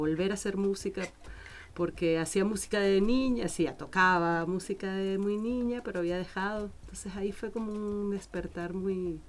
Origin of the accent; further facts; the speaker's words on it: Venezuela; born there; moved away as an adult; also born or lived in Spain; eso fue en el país donde nací, en Venezuela